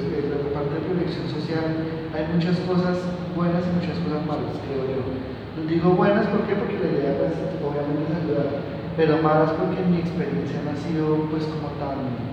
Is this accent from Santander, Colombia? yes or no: no; Girardot, Cundinamarca, Colombia; los que somos de Girardot, asociamos